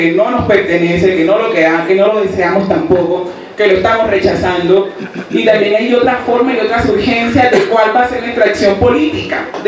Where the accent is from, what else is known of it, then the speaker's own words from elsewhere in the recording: Cartagena, Bolívar, Colombia; venimos del Caribe colombiano, de Cartagena. Somos un proceso barrial. Somos un proceso barrial de mujeres, bueno, de compañeras y compañeras negras de la periferia en Cartagena.